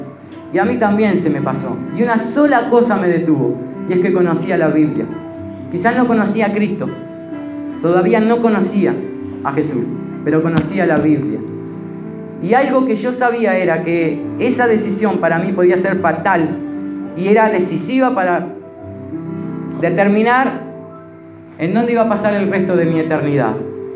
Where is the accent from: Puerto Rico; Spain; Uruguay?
Uruguay; ¿Y yo qué soy? Yo soy uruguayo.